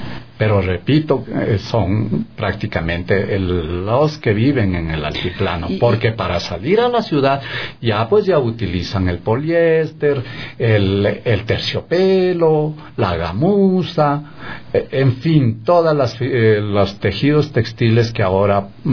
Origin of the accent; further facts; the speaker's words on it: Chimborazo, Ecuador; Luego nos pasamos a la provincia de Chimborazo, de la que soy nativo, digamos, y hago enfoque en mi provincia